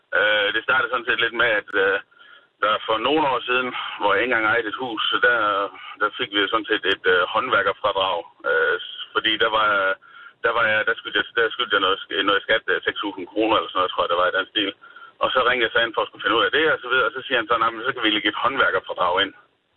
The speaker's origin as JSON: {"language": "Danish", "region": "Jutland", "country": "Denmark", "said": "Jeg kommer fra Jylland af"}